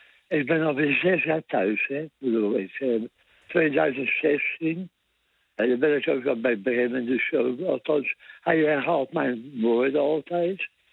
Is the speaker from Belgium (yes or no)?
no; Rotterdam, South Holland, Netherlands; Ik ben echt een Rotterdammer.